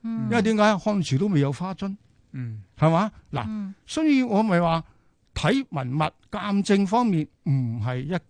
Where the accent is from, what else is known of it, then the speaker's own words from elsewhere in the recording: China; 睇到我哋中國人淨係講插花，